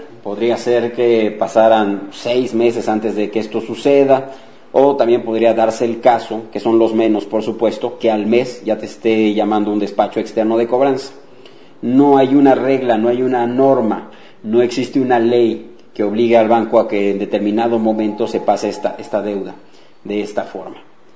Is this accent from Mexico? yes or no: yes; Mexico; Digo, somos de México nosotros, pero ¿por qué no pasarles la información también a mis amigos de Venezuela?